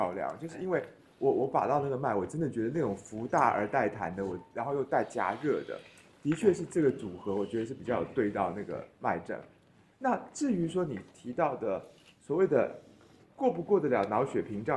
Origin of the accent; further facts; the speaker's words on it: Taiwan; 就是我们台湾人说什么